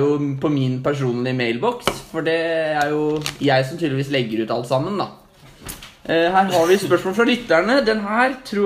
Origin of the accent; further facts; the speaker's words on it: Fetsund, Akershus, Norway; Ja, men jeg er fra Fetsund, så det er alltid mulig.